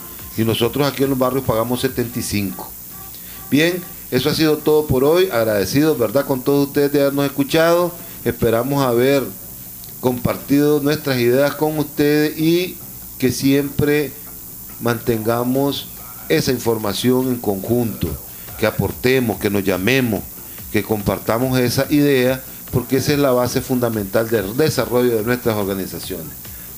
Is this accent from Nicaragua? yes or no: yes; Nicaragua; todos nosotros tenemos que tener como ciudadanos nicaragüenses